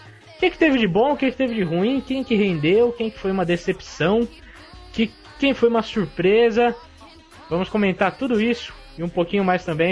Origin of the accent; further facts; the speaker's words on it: São Paulo, Brazil; accent: paulista; Já tem o sotaque paulista comigo, com o Alexandre e com o Vitor.